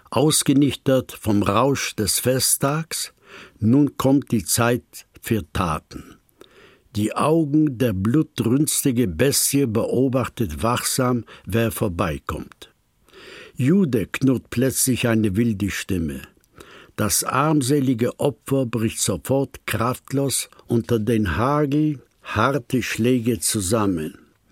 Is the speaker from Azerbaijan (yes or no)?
no; Poland; German is a second language; moved away; ich stamme aus Polen. Ich bin zwischen 87 Jahre alt geworden